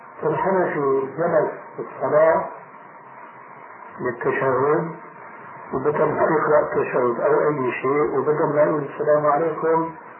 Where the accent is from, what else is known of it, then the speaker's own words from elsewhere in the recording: Damascus, Damascus Governorate, Syria; عندنا في دمشق